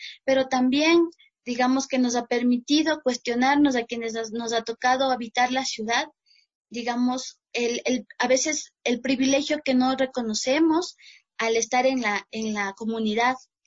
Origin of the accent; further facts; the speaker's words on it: Machachi, Pichincha, Ecuador; now in Quito, Ecuador; aquí voy viviendo un año y medio aquí en Quito. Yo soy de Machachi, estamos entre Cotopaxi y Quito, pero digamos vengo de una matriz pansalea